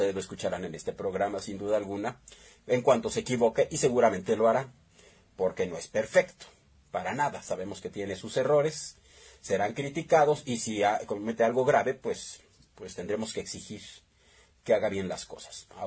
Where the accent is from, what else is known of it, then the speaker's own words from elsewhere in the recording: Mexico; lo que tenemos que hacer como mexicanos es apoyarlo